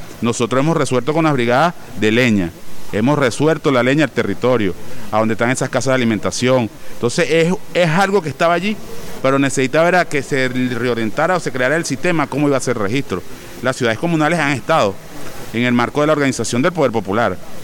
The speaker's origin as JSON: {"language": "Spanish", "region": "Apure", "country": "Venezuela", "said": "nosotros somos los centauros de Apure."}